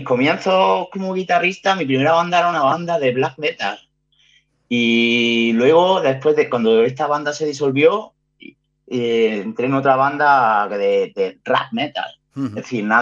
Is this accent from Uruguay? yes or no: no; Granada, Andalusia, Spain; yo soy granadino y yo subí aquí a Guipúzcoa a buscarme la vida.